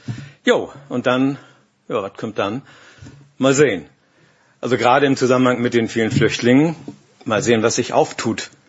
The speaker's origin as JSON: {"language": "German", "town": "Glinde", "region": "Schleswig-Holstein", "country": "Germany", "said": "Ich komme aus Glinn. Bei uns steht auf dem Ortsschild auch Glinde und darunter Glinn."}